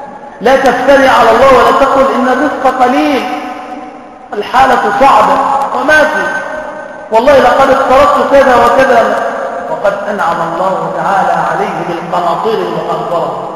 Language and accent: Arabic; Damietta, Damietta Governorate, Egypt; على فكرة أنا من دمياط